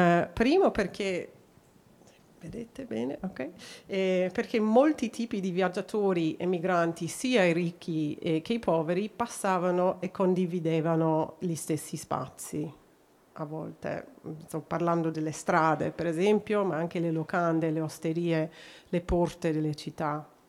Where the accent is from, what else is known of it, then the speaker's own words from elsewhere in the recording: Australia; Italian is a second language; non sono austriaca o tedesca, sono australiana, quindi vi chiedo scusa di non né poter parlare in tedesco e solo nel mio italiano non perfetto.